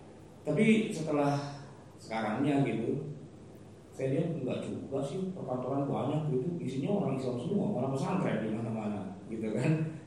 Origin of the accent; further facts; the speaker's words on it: Jakarta, Indonesia; Saya ini orang Betawi asli, kampung saya di sini Kuningan Kelurenan.